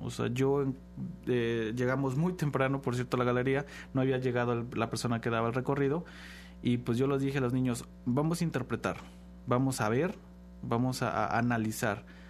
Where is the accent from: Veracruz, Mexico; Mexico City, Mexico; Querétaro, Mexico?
Veracruz, Mexico; Xalapa; sabemos muy bien los que somos de Jalapa, qué colonias son las que siempre están como que más vulnerables.